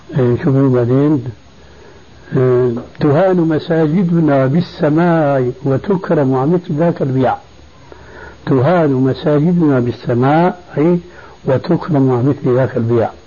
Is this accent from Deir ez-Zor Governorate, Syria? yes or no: no; Damascus, Damascus Governorate, Syria; ما كان يقع عندنا في دمشق